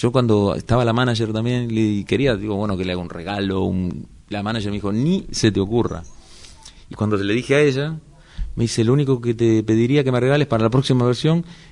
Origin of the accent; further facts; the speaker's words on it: Avellaneda, Buenos Aires Province, Argentina; De Avellaneda también.